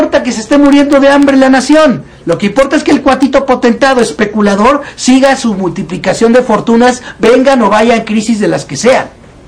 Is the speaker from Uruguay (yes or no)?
no; Mexico; en el caso mexicano, que es en el que más me centro yo, porque soy mexicano y estoy aquí y me doy más cuenta de lo que pasa aquí que afuera